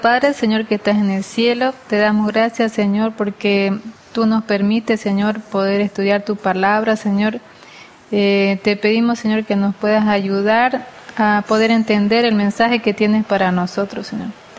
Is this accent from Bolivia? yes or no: yes; Trinidad, Beni, Bolivia; Y soy del Beni, de la ciudad de Trinidad.